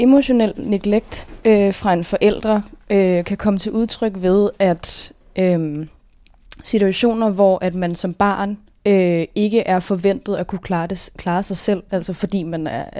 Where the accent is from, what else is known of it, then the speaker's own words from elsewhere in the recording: Gentofte, Capital Region of Denmark, Denmark; born there; also born or lived in Østerbro / Ølstykke; Jeg er født i Gentofte. Og så boede jeg på Østerbro i noget tid, sammen med mine brødre og mine forældre. Så flyttede vi til Ølstykke, og der boede vi i nogle år, indtil mine forældre blev skilt, da jeg var 7.